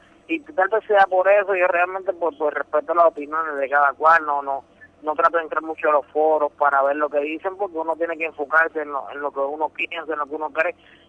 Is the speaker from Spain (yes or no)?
no; Juncos, Puerto Rico; also born or lived in Río Piedras; now in Caguas, Puerto Rico; yo soy de Puerto Rico entero. Es como algo loco, te voy a explicar. Yo nací en Río Piedras, me crié en un pueblo que se llama Juncos, pero vivo en Caguas.